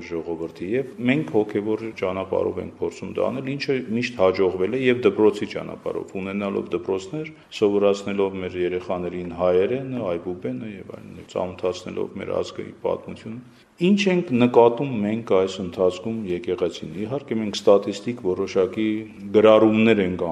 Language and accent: Armenian; Georgia; Ես ծնվել եմ Վրաստանում եւ գնացել եմ Վրաստանում հայկական դպրոց, ավարտել եմ այդ դպրոց